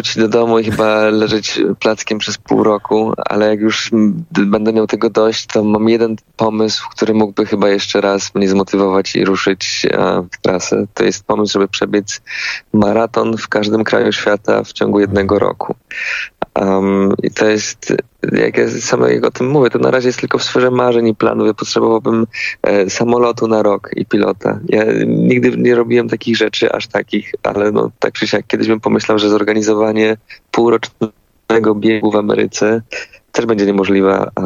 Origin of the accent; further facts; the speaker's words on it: Toszek, Silesian Voivodeship, Poland; Ja pochodzę z Toszka, z takiej małej miejscowości na Śląsku